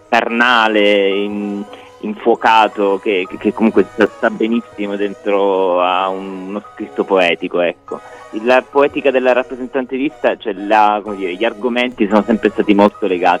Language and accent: Italian; Palermo, Sicily, Italy; perché comunque ahimè da palermitano posso, cioè mi fa soffrire tantissimo che il sud comunque